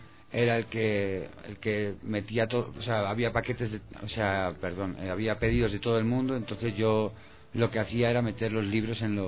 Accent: Madrid, Community of Madrid, Spain; born there; Nací en Madrid en 1980. Lo que pasa que mi familia, por parte de mi padre, es de Ávila. Entonces fue una familia emigrante que se fue a Madrid y yo ya nací en Madrid con mis hermanos que también nacieron allí.

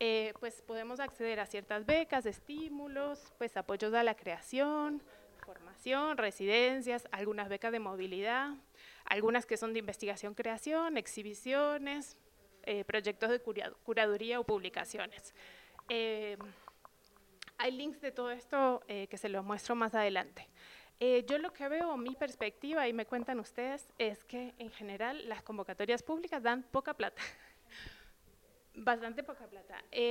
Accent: Argentina; pues yo trabajo acá hace ya 8 años, soy de Argentina

